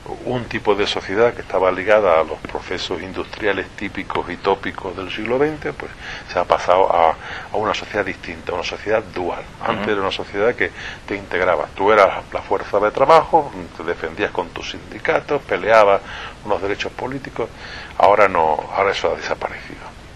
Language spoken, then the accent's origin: Spanish; Ceuta, Spain; guardo muy buenos recuerdos de mi infancia en Ceuta. He sacado desde allí pues una cultura polivalente por aquello de las tres religiones, las tres civilizaciones que allí coincide, más el estamento militar